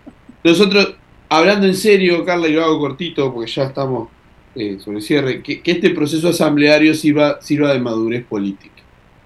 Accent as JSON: {"language": "Spanish", "country": "Uruguay", "lives_now": "Argentina", "said": "cuál va a ser nuestro objetivo político como militantes uruguayos en la Argentina."}